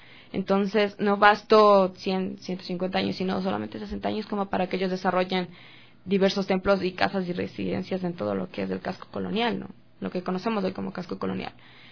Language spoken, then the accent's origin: Spanish; Quito, Pichincha, Ecuador; nosotros como estudiantes, ex estudiantes y también como ciudadanos quiteños nos damos cuenta